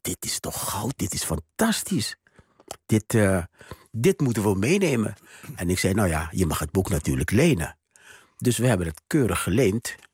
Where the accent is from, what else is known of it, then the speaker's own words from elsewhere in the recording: Suriname; En wij als Surinamers, Surinaamse studenten...